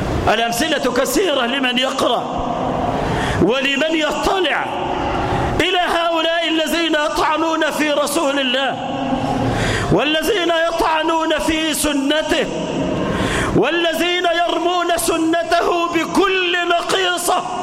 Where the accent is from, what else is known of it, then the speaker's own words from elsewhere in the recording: Egypt; اجعل بلدنا مصر واحة للأمن والأمان، اجعلها آمنة مطمئنة